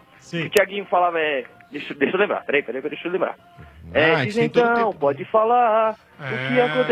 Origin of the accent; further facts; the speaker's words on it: Diadema, São Paulo, Brazil; Eu sou do bairro do Campanário.